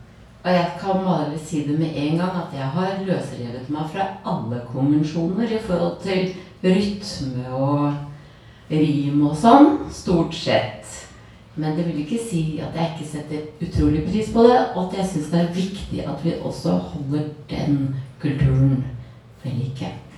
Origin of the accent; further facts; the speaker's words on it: Telemark, Norway; Ja, jeg vokste opp i Telemark med utsikt over en fjord mellom fjell.